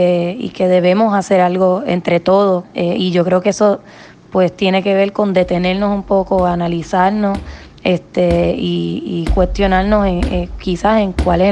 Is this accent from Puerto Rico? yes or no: yes; Puerto Rico; nuestro lado humano, nuestro lado cálido como puertorriqueño, nos ha movido a reaccionar en momentos de dificultad